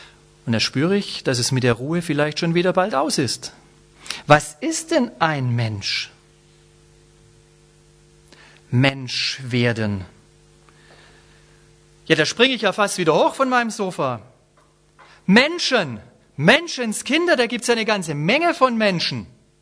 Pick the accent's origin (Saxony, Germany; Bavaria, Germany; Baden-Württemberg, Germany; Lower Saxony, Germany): Baden-Württemberg, Germany; Ich bin Schwabe, will nicht Franke werden. Bin's schon ein bisschen. Mein Vater ist gebürtiger Franke. Brauche ich gar nicht mehr werden, bin ich schon ein bisschen. Bin Schwabe, will nicht Bayer werden.